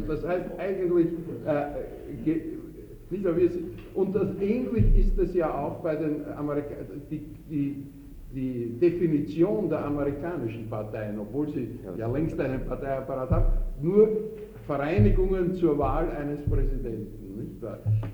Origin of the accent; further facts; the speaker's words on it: Austria; das kommt zum Beispiel bei uns in Österreich zum letzten Mal 1919 bis 20 vor